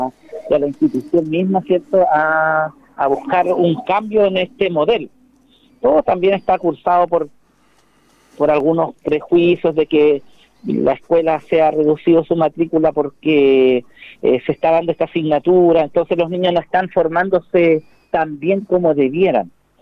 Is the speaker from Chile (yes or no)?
yes; Chile; Somos chilenos, pero somos mapuche también.